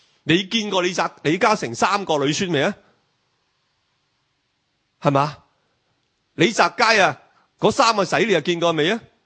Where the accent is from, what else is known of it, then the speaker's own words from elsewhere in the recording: Hong Kong; 比如我哋用我哋香港话讲啦，黑名单，唔准出境